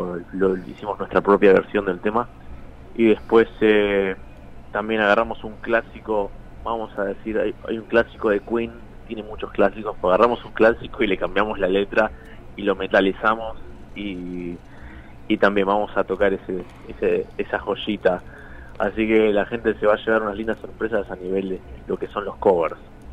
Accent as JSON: {"language": "Spanish", "region": "Buenos Aires", "country": "Argentina", "said": "Somos de Buenos Aires."}